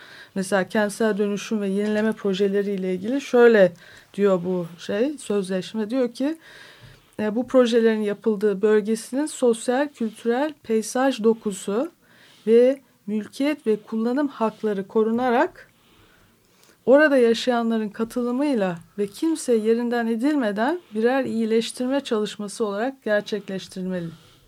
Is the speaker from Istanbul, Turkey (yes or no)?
yes; Istanbul, Turkey; Dedik ki biz İstanbullular olarak kendi aramızda bir sözleşme yapabilir miyiz?